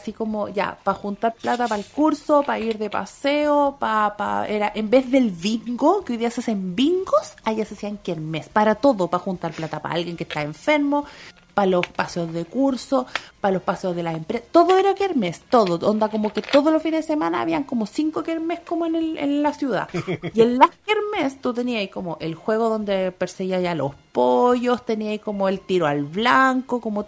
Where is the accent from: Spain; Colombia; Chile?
Chile; Rancagua, O'Higgins; also born or lived in Curicó; Yo nací en Curicó, pero toda la parte noventera de los monos la viví en Rancagua. Yo viví en Rancagua entre el 93 y el 99, y el 2000 volví a Curicó.